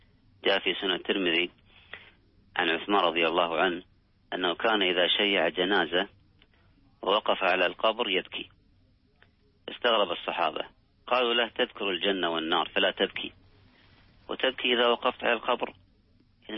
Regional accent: Kuwait; ذهب يزور أبا لأحد الأصدقاء في إحدى المستشفيات عندنا بالكويت

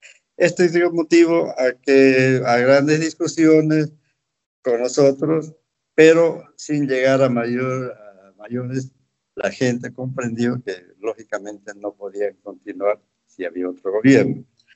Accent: Tarija, Bolivia; born there; trasladaron a Tarija. Ahí se formó la familia. Todos los hijos nacimos en Tarija

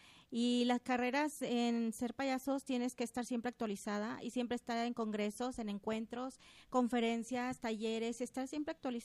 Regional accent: Guadalajara, Jalisco, Mexico; Yo soy originaria de aquí, Guadalajara.

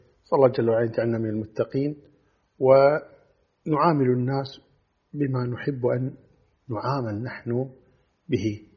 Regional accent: Kuwait; أنا أتكلم عن بلادنا الكويت

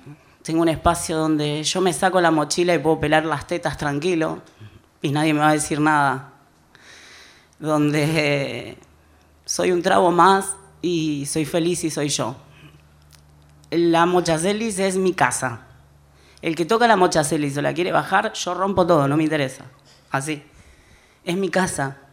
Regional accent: Rosario, Santa Fe, Argentina; born there; also born or lived in Brazil; Yo nací en Rosario, una familia de guita. Mi viejo vende todo y nos vamos a vivir a Brasil.

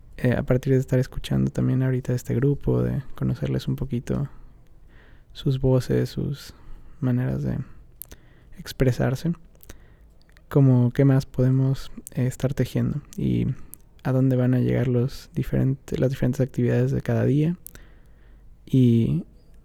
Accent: Mexico; también vengo de México

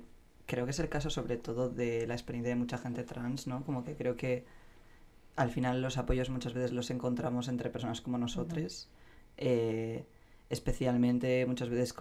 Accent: San Sebastián, Basque Country, Spain; soy donostiarra

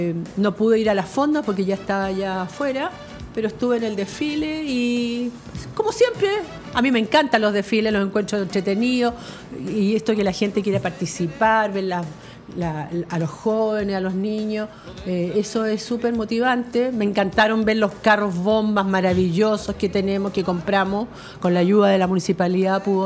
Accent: Chile; Si queremos saber qué somos como chilenos

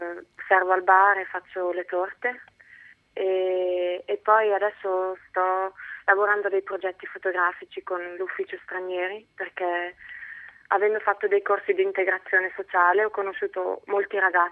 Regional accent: Switzerland; also born or lived in Genoa; now in Antwerp, Belgium; Io sono svizzera

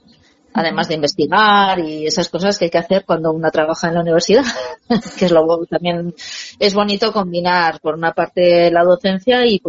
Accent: Hernani, Basque Country, Spain; also born or lived in Donostia; now in Aracena, Spain; Que nací, bueno, en Donosti porque el hospital estaba ahí, pero en Hernani he vivido durante muchos años y después en Donosti, pero bueno, ahora nos pilláis en Aracena, Huelva.

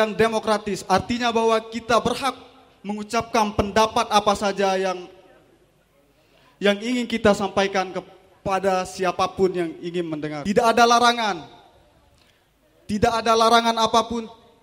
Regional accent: West Nusa Tenggara, Indonesia; status masih pelajar di Stipram dan saya berasal dari Lombok, Nusa Tenggara Barat.

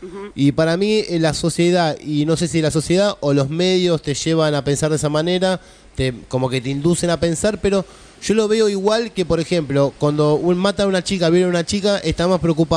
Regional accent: Moreno, Buenos Aires Province, Argentina; vos decís el conurbano, yo soy de Moreno. Bueno, Moreno es el distrito número uno de gatillo fácil y trata de blanca, ¿no?

